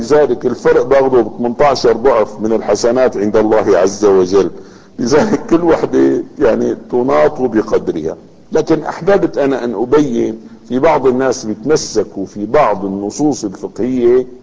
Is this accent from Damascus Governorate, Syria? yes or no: yes; Damascus, Damascus Governorate, Syria; كانت الليرة الفضة الموجودة عندنا في دمشق